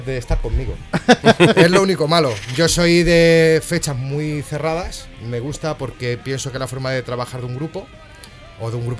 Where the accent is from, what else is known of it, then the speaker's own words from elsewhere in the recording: Toledo, Castilla-La Mancha, Spain; Somos de Toledo, somos de la zona de la Sagra.